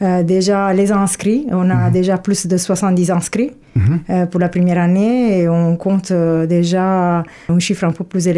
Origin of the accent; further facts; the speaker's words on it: Italy; accent: Italian; French is a second language; now in France; Ah ben oui, italien, c'est sûr, je suis là depuis un certain temps, mais je garde toujours mon accent italien.